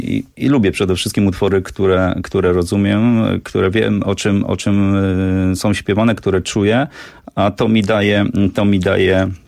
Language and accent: Polish; Lubiatowo, West Pomeranian Voivodeship, Poland; now in Warsaw, Poland; Ja pochodzę z Lubiatowa, to taka mała miejscowość pod Szczecinem